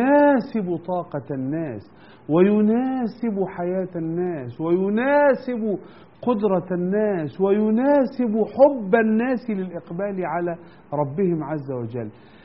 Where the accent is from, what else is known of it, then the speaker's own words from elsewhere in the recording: Egypt; بس أنا بتكلم عشان أنا مصري